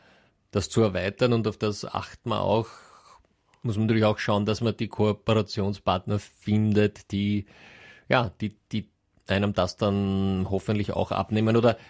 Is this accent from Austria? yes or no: yes; Austria; bei uns in Österreich